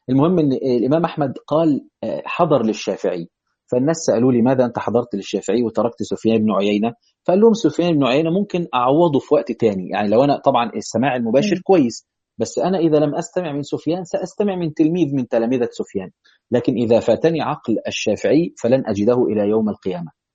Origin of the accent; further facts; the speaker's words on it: Asyut, Asyut Governorate, Egypt; حلو، معنا صعيدي، انا كمان من اسيوط